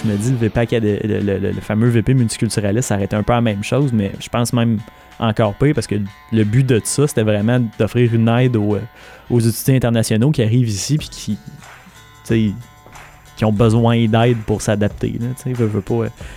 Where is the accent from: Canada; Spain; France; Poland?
Canada; Quebec; en tant que Québécois natif